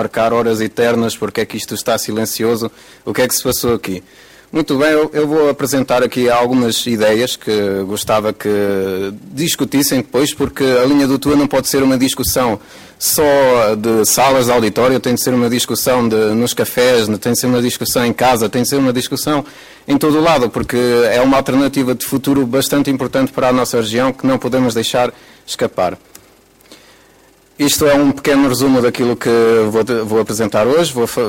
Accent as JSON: {"language": "Portuguese", "town": "Vinhais", "region": "Norte", "country": "Portugal", "said": "sou daqui da região, sou de Vinhais, sou utente da linha do Tua desde 1994."}